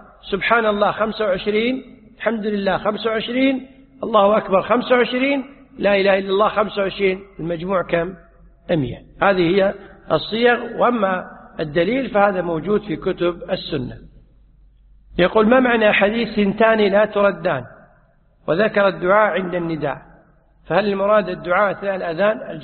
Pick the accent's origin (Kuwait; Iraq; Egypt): Kuwait; يعني عندنا في الكويت أحيانا تجد أن الرجل الزوج ينادي زوجته يقول يا يبا